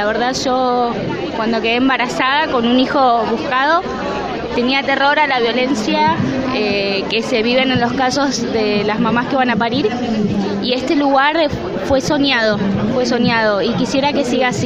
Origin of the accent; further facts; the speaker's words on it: Moreno, Buenos Aires Province, Argentina; vengo de Moreno y estoy acá porque es el lugar donde nació mi hijo